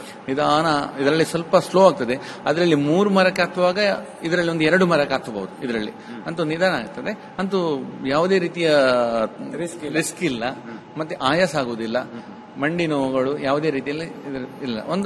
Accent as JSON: {"language": "Kannada", "town": "Kaup", "region": "Karnataka", "country": "India", "tie": "born or raised there", "said": "ಅಂತೂ ನಮ್ಮ ಕಾಪು, ನಂಗೆ ಏನಂದ್ರೆ ಕಾಪು ತಾಲೂಕು ನಮ್ಮ ಊರಲ್ಲಿ"}